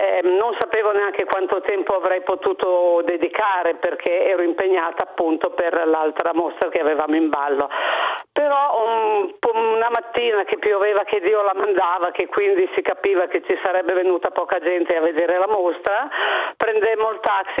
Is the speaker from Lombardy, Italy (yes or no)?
yes; Milan, Lombardy, Italy; sono un architetto, vengo da Milano e non ho fatto in tempo a prenotare